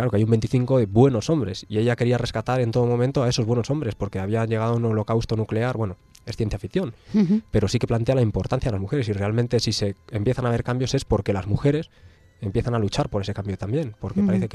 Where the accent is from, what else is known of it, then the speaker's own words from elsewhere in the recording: Bilbao, Basque Country, Spain; en Bilbao, que es mi ciudad de origen